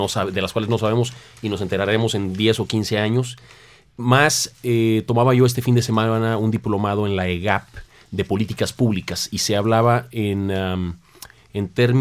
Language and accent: Spanish; Tamaulipas, Mexico; Yo soy de Tamaulipas, les puedo hablar de esto con datos casi personales.